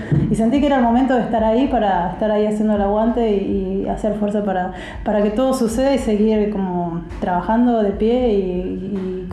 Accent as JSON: {"language": "Spanish", "country": "Argentina", "said": "Yo veo como cada país tiene sus problemitas, y bueno, nosotros como argentinos tenemos los nuestros."}